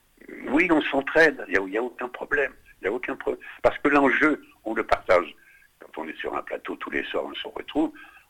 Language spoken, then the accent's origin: French; Grand Est, France; je suis de Lorraine, de Lorraine et d'Alsace.